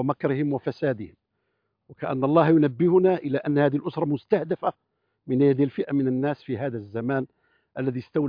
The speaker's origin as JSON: {"language": "Arabic", "country": "Kuwait", "said": "وهو من الدكاترة المعروفين عندنا في الكويت"}